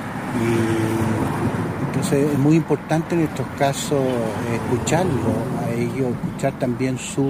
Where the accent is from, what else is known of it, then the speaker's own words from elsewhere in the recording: Chile; como cualquier chileno bien nacido